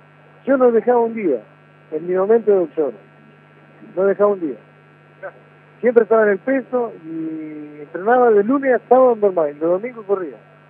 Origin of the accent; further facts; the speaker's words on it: Santa Fe, Argentina; yo soy de Santa Rosa Lima, Santa Fe, un barrio muy humilde. y nací, soy de ahí